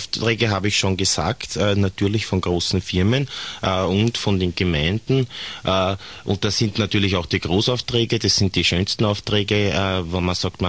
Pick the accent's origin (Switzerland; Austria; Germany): Austria; Und Waldenten dürfen ja nur mehr, zumindest bei uns in Österreich, als Fliegenpilze bemalt werden